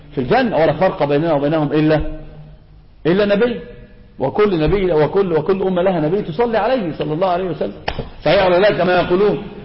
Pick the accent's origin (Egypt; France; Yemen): Egypt; هذا منتشر عندنا في مصر يا شيخ